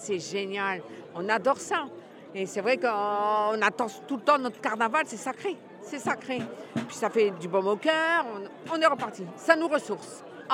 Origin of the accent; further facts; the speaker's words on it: Saint-Pol-sur-Mer, Hauts-de-France, France; Nous, on est de Saint-Paul-sur-Mer.